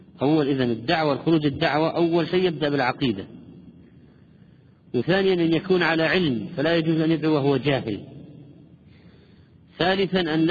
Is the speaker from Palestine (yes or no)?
yes; Palestine; عندنا في فلسطين والشام؟ يقولون يسلم راسك أو عظم الله أجركم